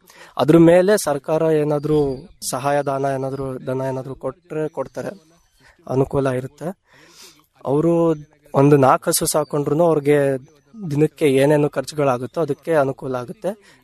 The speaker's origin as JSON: {"language": "Kannada", "town": "Shivamogga", "region": "Karnataka", "country": "India", "said": "ನಾನು ಶಿವಮೊಗ್ಗದಿಂದ ಬಂದಿದ್ದೇನೆ."}